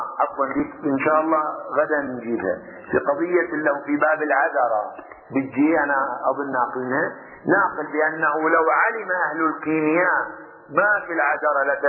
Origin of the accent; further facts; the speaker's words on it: Qatif, Eastern Province, Saudi Arabia; عندنا في القطيف معروف الطين الخويلدي لعلاج الصداع